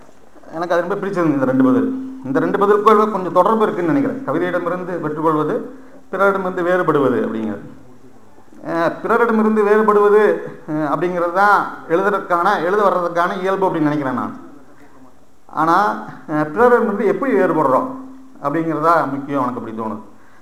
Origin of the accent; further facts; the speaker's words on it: Coimbatore, Tamil Nadu, India; நான் கோயம்புத்தூர் தான் இருவோம்